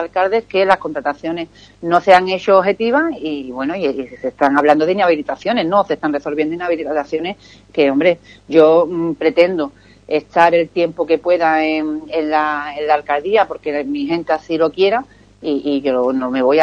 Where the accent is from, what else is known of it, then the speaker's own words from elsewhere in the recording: Ubrique, Andalusia, Spain; para necesidades de Ubrique, yo quiero que entre gente de mi pueblo, que además son a los que nos debemos